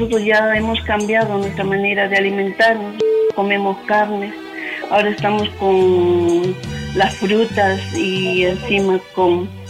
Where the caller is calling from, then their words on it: Santa Anita, Lima, Peru; soy de Santa Anita, le estoy llamando de ahí.